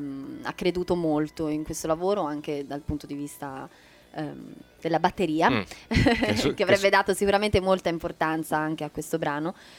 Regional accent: Florence, Tuscany, Italy; la mia città, Firenze, perché io sono fiorentina, oltre che per metà americana, ho questa cittadinanza così regalata

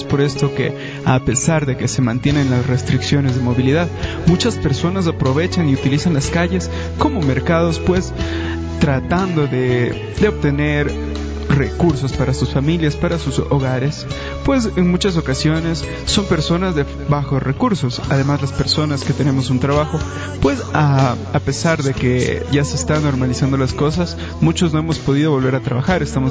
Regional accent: Ecuador; tenemos que prepararnos, tenemos que ayudarnos como ecuatorianos

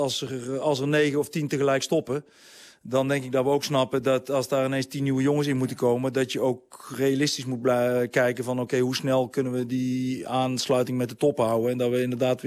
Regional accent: Netherlands; Maar ja, ik blijf Nederlander.

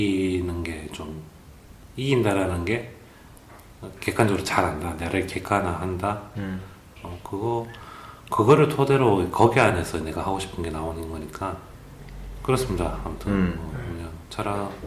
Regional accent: Busan, South Korea; 제가 이제 부산 사람 치고 말이 세지 않고 유하고 스무스하고.

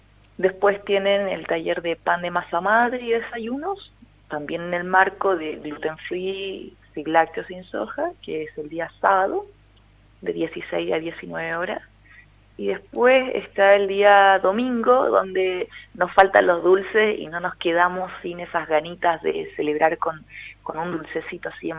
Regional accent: Chile; vengo desde Chile. Estoy en una gira por Argentina de talleres

